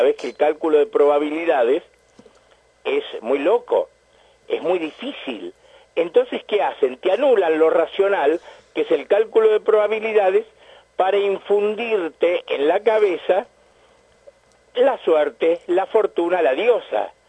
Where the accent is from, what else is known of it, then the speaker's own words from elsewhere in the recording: Argentina; Entonces, en todos nosotros, los argentinos, hay un sustrato mágico y racional